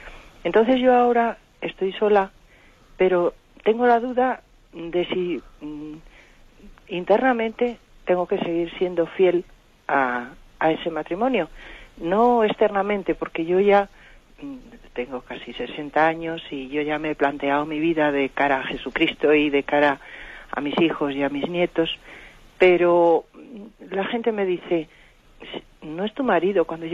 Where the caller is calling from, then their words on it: Madrid, Community of Madrid, Spain; de Madrid.